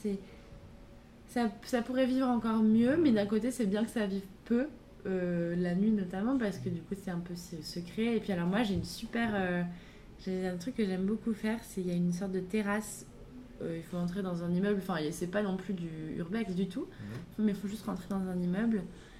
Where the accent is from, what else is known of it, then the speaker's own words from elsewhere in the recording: Pau, Nouvelle-Aquitaine, France; En plus, je viens de Pau, donc ça souvent me fait la blague.